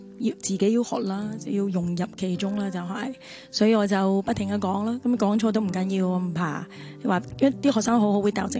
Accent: Shanghai, China; 我上海人，但我爸爸是北京人来的、所以普通话真的从小个就开始

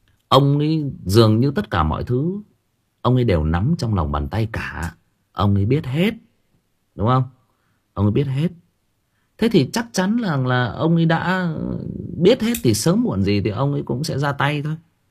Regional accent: Northern Vietnam, Vietnam; mặc dù tôi là người Bắc, nhưng mà tôi vẫn cứ nói là tôi rất thích cái cách sống của người miền Nam

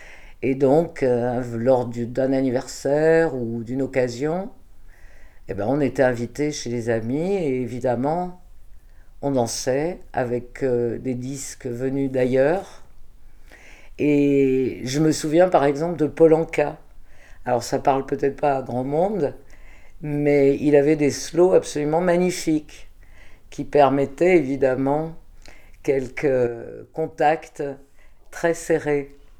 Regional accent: Saint-Étienne, Auvergne-Rhône-Alpes, France; born there; Je suis née en 1947 à Saint-Étienne, dans une famille d'origine ouvrière, avec une partie de la famille qui était d'origine espagnole.

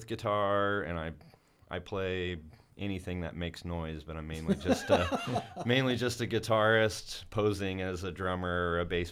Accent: Fulton, Indiana, United States; now in Logansport, United States; I grew up in Fulton, and I've been living in Logansport for the last few years

